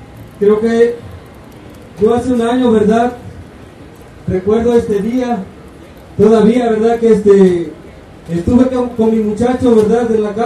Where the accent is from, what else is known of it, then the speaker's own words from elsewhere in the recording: Mexico; Yo como mexicano siempre me he sentido indignado de esta clase de porquería que existe de gobierno.